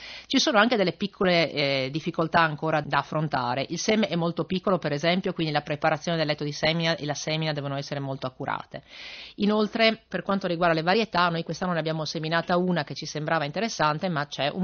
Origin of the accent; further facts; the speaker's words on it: Friuli-Venezia Giulia, Italy; siamo friulani per cui un po' di giusto trattenimento dell'entusiasmo ci sta